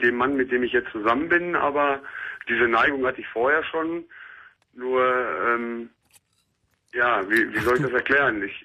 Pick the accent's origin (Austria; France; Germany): Germany; North Rhine-Westphalia; ich komme halt aus dem Ruhrgebiet.